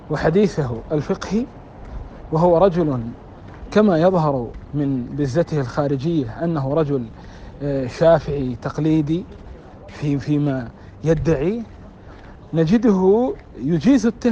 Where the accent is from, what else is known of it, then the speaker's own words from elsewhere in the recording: Yemen; من الحكمة عندنا في اليمن أن